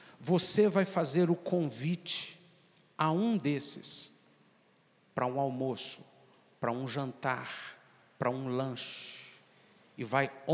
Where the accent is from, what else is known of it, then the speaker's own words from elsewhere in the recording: Minas Gerais, Brazil; nós, como mineiros, somos muito, mas muito conservadores, muito mais fechados. Nós não temos o hábito de hospitalidade.